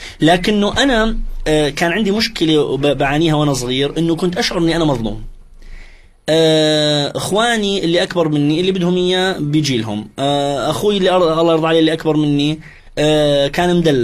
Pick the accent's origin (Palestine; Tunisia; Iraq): Iraq; وانا كوني عراقي طبعا في الجزيره العربيه انسى الموضوع انت ارهابي